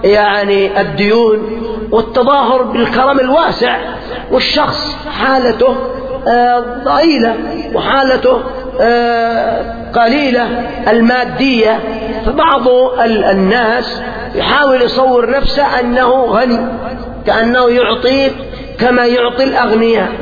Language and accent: Arabic; Yemen; أفسد الضيافة عندنا في اليمن القات،